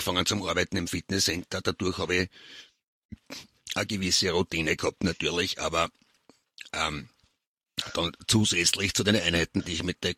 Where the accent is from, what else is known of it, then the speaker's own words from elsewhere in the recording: Lower Austria, Austria; now in Vienna, Austria; Ich komme aus Niederösterreich, bin aber in Wien jetzt.